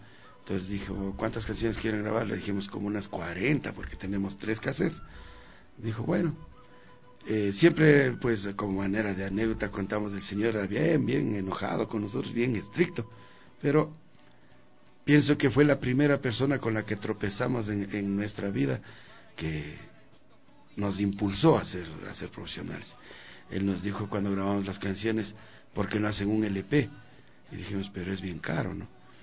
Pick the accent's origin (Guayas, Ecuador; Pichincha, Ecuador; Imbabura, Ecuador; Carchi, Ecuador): Pichincha, Ecuador; Zambiza; venimos de Zambiza, hemos tenido las raíces de gente que ha triunfado en la música